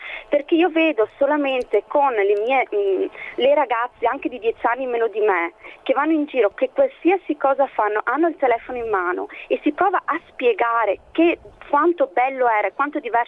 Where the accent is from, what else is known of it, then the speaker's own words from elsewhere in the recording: Vicenza, Veneto, Italy; ho 33 anni e sono di Vicenza.